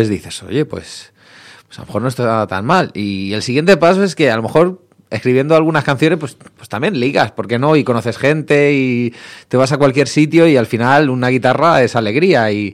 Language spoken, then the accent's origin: Spanish; Getafe, Community of Madrid, Spain; gente con la que todavía sigo viendo allí en mi ciudad natal, ¿no? En Getafe